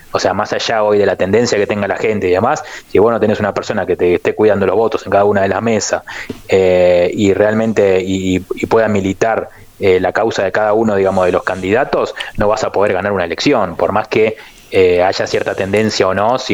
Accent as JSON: {"language": "Spanish", "country": "Argentina", "said": "Yo creo, a ver, nosotros somos argentinos, yo no voy a dejar de ponerme de ese lugar."}